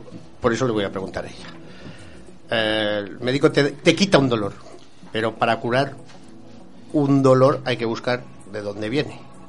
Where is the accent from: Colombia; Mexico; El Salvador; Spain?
Spain; Somos españoles.